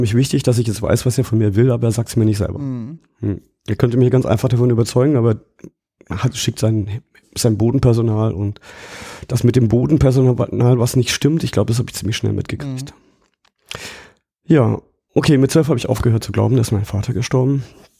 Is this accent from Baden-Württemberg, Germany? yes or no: yes; Baden-Württemberg, Germany; Ich komme ja aus dem Schwarzwald und landschaftlich ist das sehr schön, ja.